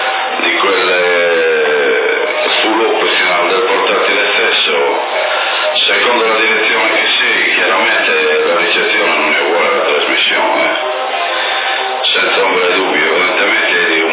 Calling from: Trentino-Alto Adige, Italy; però io da Trentino ti sentivo senza nessun problema

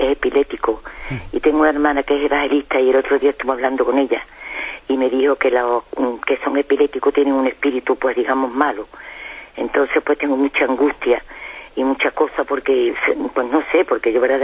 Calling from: Seville, Andalusia, Spain; de Sevilla.

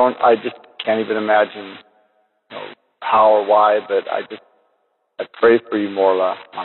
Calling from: Vancouver, Washington, United States; I'm from Vancouver, Washington.

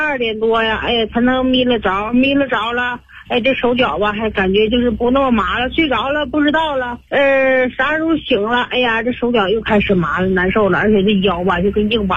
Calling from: Baotou, Inner Mongolia, China; 我是包头的一个新朋友。

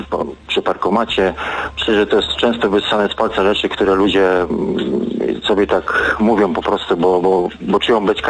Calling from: Jastrzębie-Zdrój, Silesian Voivodeship, Poland; Ja z Jastrzębie-Zdrój.

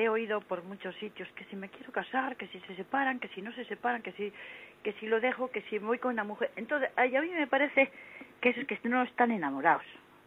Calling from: Santander, Cantabria, Spain; de Santander.

